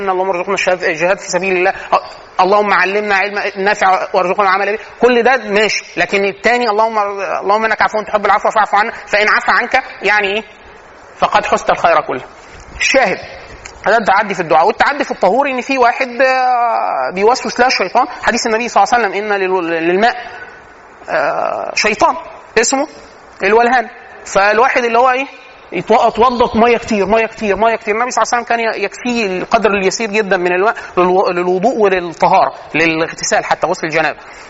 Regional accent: Egypt; ودي من العادات السيئه عندنا فينا كمصريين

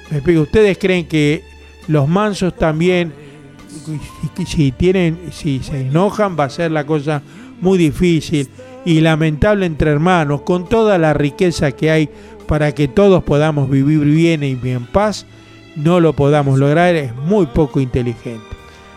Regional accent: Argentina; En definitiva, somos todos argentinos.

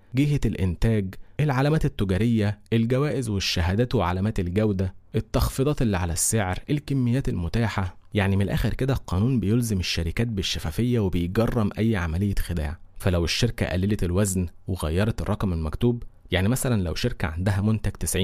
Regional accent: Egypt; عندنا في مصر قانون حماية المستهلك

